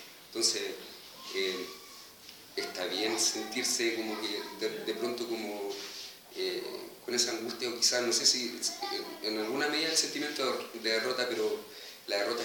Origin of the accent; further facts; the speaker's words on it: Chile; Yo pensaba que yo vengo de Chile